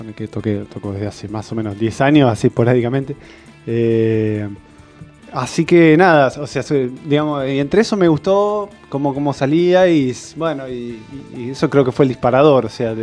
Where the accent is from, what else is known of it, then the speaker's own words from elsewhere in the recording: Mar del Plata, Buenos Aires Province, Argentina; En Mar del Plata, yo soy de Mar del Plata y no sabía bien dónde grabarlo